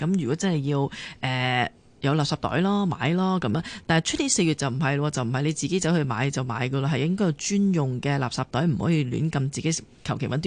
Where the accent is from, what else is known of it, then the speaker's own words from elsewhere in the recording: Hong Kong; 我哋香港人成日周圍去咧